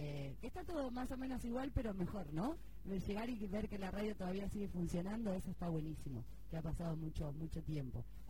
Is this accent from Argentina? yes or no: yes; Bahía Blanca, Buenos Aires Province, Argentina; volver a nuestros pagos de donde éramos, nosotros somos de Bahía Blanca